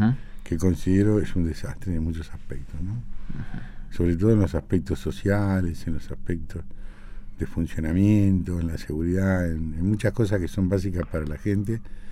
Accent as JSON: {"language": "Spanish", "town": "Mar del Plata", "region": "Buenos Aires Province", "country": "Argentina", "tie": "born there", "said": "Bueno, yo soy nacido en Mar del Plata. Tengo 63 años"}